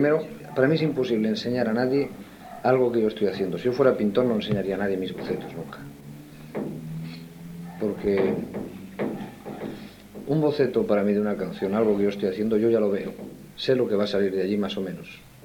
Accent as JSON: {"language": "Spanish", "country": "Spain", "said": "Y como español, como hijo de españoles y como hombre que vive una época determinada en mi país"}